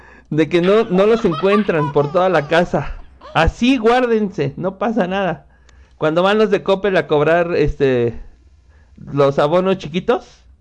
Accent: Mexico; yo soy mexicano

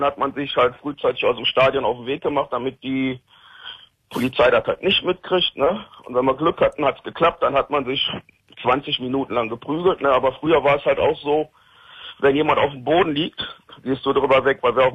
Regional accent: Rhineland, Germany; Also bei uns im Rheinland sagt man, das ist ein Schwadlapp.

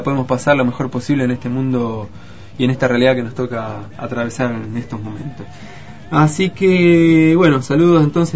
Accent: Chubut, Argentina; porque soy de Chubut

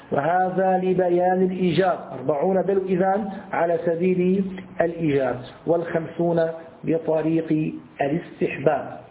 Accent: Syria; عندنا في الشام يسمى أبو بريس،

